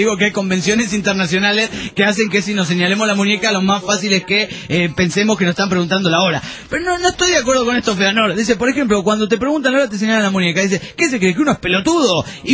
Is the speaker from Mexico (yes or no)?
yes; Sonora, Mexico; de Sonora